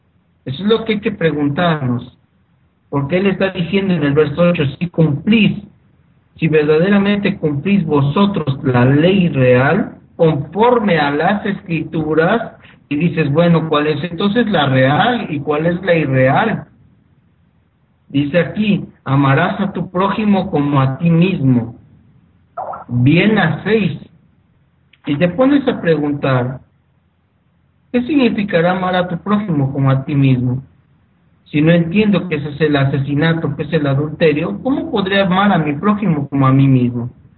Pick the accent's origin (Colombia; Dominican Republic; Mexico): Mexico; En mi país, en México